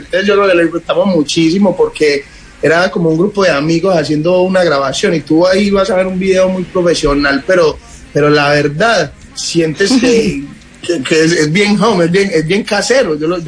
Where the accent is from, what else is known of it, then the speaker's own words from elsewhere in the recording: Medellín, Antioquia, Colombia; nosotros somos de Medellín